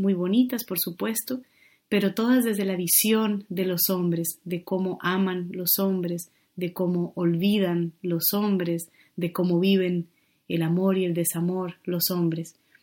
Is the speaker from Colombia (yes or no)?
yes; Colombia; now in Barcelona, Spain; Vivo en Barcelona, aunque soy de Colombia